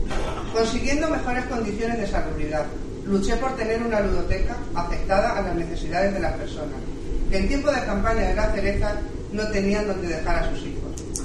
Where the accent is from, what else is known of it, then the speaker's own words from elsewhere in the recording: Cabezuela del Valle, Extremadura, Spain; moved away; Cabezuela del Valle, ya que cuando venía de vacaciones observaba el deterioro que años atrás veía de mi pueblo.